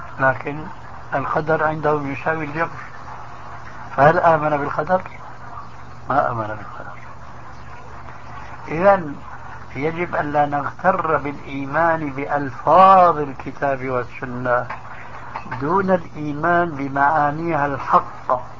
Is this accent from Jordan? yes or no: no; Syria; كما يقولون عندنا في سوريا